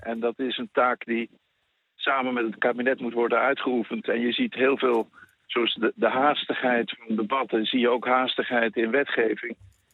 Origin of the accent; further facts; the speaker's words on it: Netherlands; Dus als wij als Nederlanders een à la carte Tweede Kamer willen hebben met heel veel verschillende smaken en identiteiten